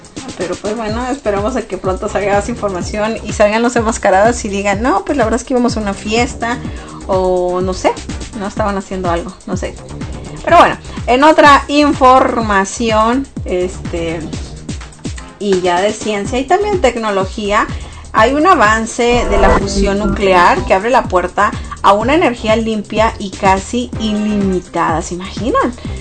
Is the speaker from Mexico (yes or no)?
yes; Sonora, Mexico; es de Sonora, bueno, de donde yo soy, ¿no?